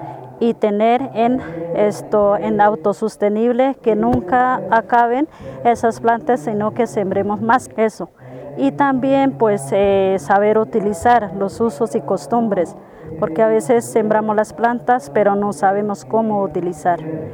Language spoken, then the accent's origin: Spanish; Huila, Colombia; soy de resguardo de Huila, NASA Páez.